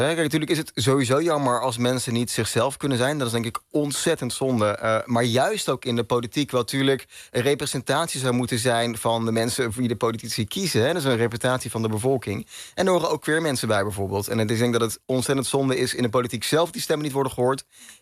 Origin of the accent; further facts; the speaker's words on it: Olst, Overijssel, Netherlands; moved away as an adult; now in Groningen, Netherlands; ik kom uit het oosten van Nederland. Een heel klein dorpje, Olst, tussen Zwolle en Deventer. Daar heb ik 19 jaar van mijn leven gewoond, denk ik. En ik ben na mijn 19e verhuisd naar Groningen. Daar woon ik nog steeds.